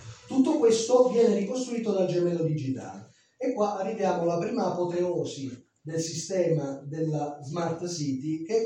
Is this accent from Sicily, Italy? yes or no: no; Naples, Campania, Italy; now in Bologna, Italy; io sono napoletano, anche se vivo a Bologna, quindi quando sono andato a Napoli per me è una questione personale.